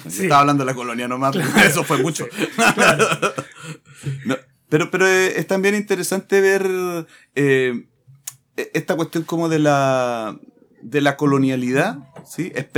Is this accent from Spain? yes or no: no; Chile; El Estado Nacional es una sola cosa, claro, y todos somos chilenos